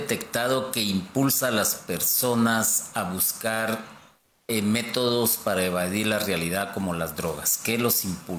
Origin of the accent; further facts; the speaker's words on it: Guatemala; nosotros como guatemaltecos también tendríamos que aprender de ello